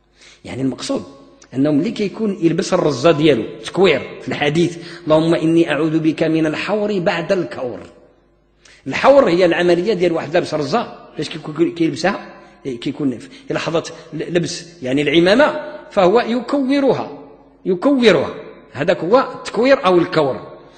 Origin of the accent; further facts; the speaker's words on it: Morocco; في العصور المتأخرة من تاريخ التعليم عندنا في المغرب الناس هجروا الأدب